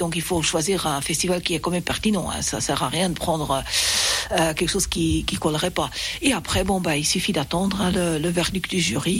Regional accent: Geneva, Switzerland; French is a second language; also born or lived in Basel; Mais j'ai grandi en Suisse romande à Genève à partir de l'âge de 10 ans. C'est d'ailleurs là-bas que j'ai appris le français, j'ai fait ma scolarité française

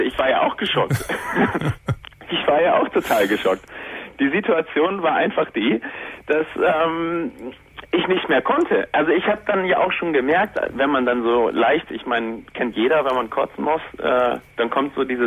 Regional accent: Northern Germany, Germany; ich komme nicht aus Bochum, ich komme aus Norddeutschland.

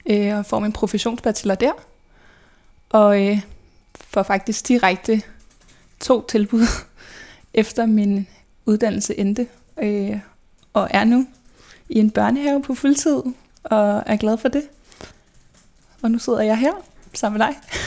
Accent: Albertslund, Capital Region of Denmark, Denmark; jeg er født og opvokset i Albertslund. Sammen med min mor, min far og min storebror, som er 8,5 år ældre end mig.

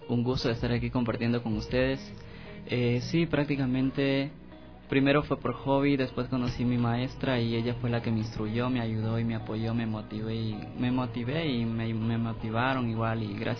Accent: Ecuador; de hecho somos gente ecuatoriana

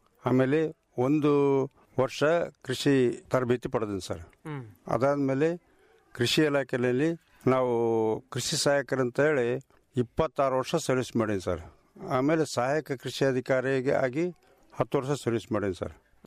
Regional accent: Masarakal, Karnataka, India; ನಮ್ ಮಸರಕಲ್ ಗ್ರಾಮದಲ್ಲಿ 6 ವಾರ್ಡ್ಗಳು ಸರ್.

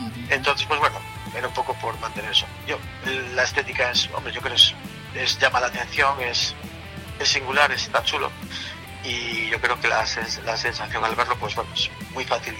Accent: Galicia, Spain; como somos gallegos

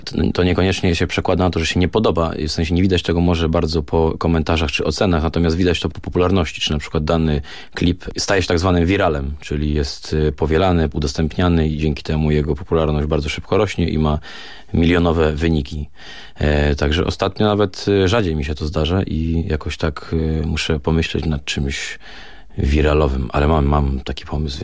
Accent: Gliwice, Silesian Voivodeship, Poland; Co jest oczywiście błędem w moim przypadku, bo ja z Gliwic jestem, więc kawałek do Warszawy mam.

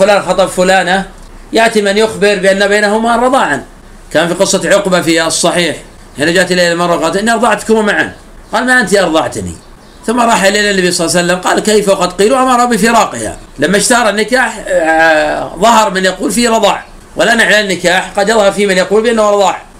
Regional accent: Najd, Saudi Arabia; كما يفعل الآن بعض الناس في عادة عندنا في نجد

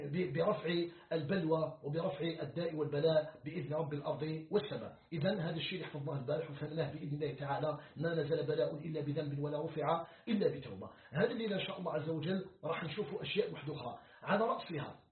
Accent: Algeria; في خضم هذه المحنة التي يعيشها العالم بأسره، ومن بينها بلدنا الجزائر.

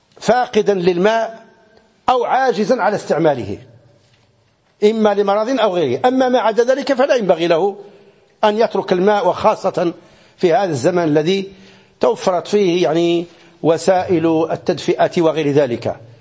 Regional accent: Morocco; في بعض المناطق عندنا في المغرب

